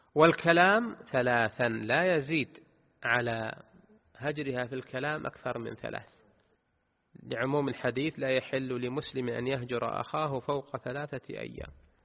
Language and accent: Arabic; Saudi Arabia; كان قاضيا في ناحية من النواحي في بلدنا المملكة العربية السعودية